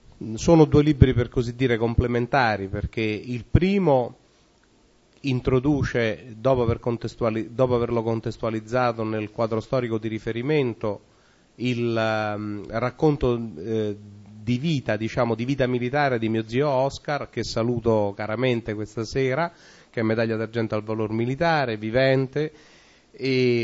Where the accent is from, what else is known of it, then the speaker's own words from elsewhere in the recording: Supino, Lazio, Italy; la storia del mio paese nativo, dove tuttora risiedo, che è appunto Supino